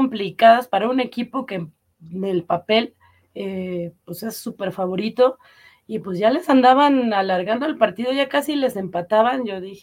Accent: Mexico; pues ahorita que México ya no está, pues como buenos mexicanos vamos a chismear

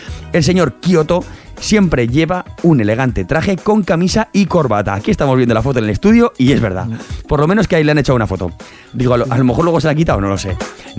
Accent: Aragon, Spain; hubo gente en España que se los compró, concretamente en Aragón, unos cuantos, en mi pueblo, uno.

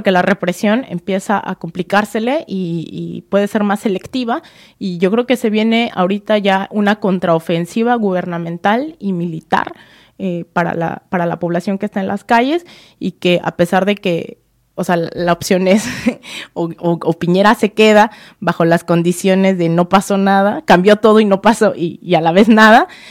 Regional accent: Mexico; como mexicana, todo el tiempo también trato de apuntar hacia a dónde podemos ir como sociedad mexicana

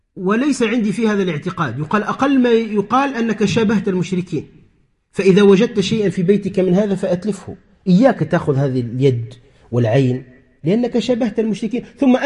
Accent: Tunisia; مثلا عندنا في تونس في بعض الأرياف

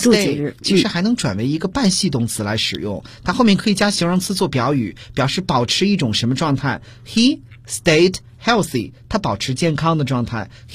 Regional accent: China; 我们中国人说卷铺盖卷走

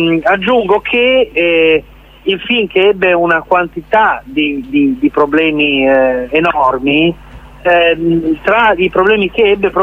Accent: Bologna, Emilia-Romagna, Italy; Poi per me, che sono bolognese

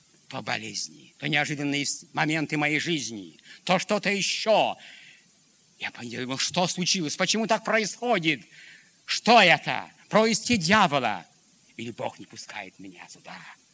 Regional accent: Pavlodar, Pavlodar Region, Kazakhstan; Я говорю, Петр Данилович, я вот из Павлодара.

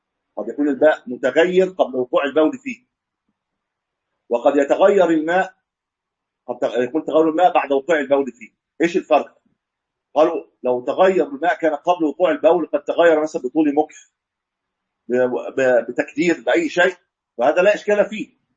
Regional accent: Egypt; ما ادري عندنا في مصر الاثنين بياخذوا الحكم خمس سنوات

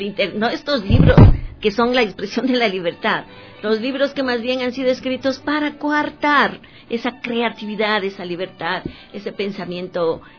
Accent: Ecuador; Como ecuatorianas, pues

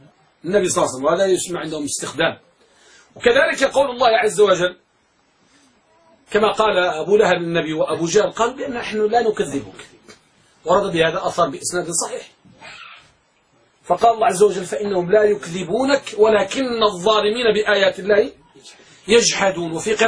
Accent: Morocco; عندنا بالمغرب

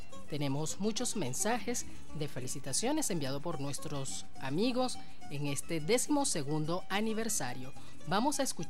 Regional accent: Barcelona, Anzoátegui, Venezuela; este humilde proyecto radiofónico que nació en Barcelona, estado Anzoátegui, mi tierra natal.

